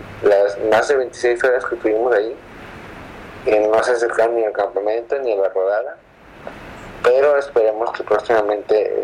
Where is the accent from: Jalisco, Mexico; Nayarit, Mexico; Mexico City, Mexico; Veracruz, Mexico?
Nayarit, Mexico; Tepic; soy de Tepic